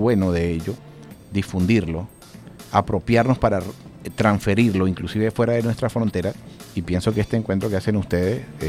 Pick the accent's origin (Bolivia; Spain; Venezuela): Venezuela; Andes; yo como foráneo de la ciudad de Caracas, yo soy de los Andes y efectivamente pues mi color de piel no refleja igual que el de acá, pero igual somos venezolanos, igual tenemos una mezcla, igual tenemos las mismas raíces